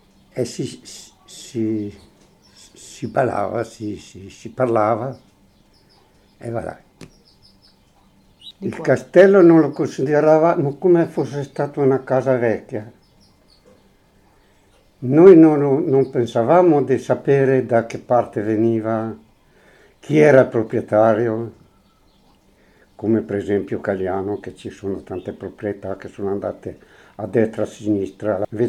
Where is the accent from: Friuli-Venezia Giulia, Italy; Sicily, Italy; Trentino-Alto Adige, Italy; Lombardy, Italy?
Trentino-Alto Adige, Italy; Volano; also born or lived in Switzerland; sono 20 anni che sono venuto dalla Svizzera con mia moglie. Perché amo il mio paese, Volano è il mio paese nativo, Caliano è il mio paese mio